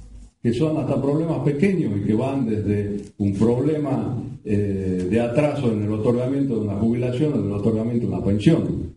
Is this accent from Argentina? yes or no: yes; Jujuy, Argentina; yo soy de Jujuy, de allá de la lejana Puna o la Quebrada